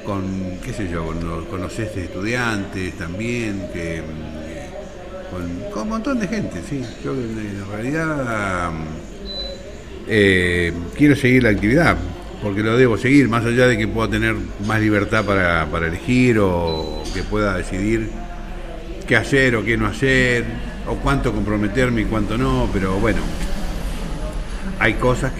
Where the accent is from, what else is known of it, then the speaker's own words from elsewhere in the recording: Berisso, Buenos Aires Province, Argentina; Sí, nací en Berisso.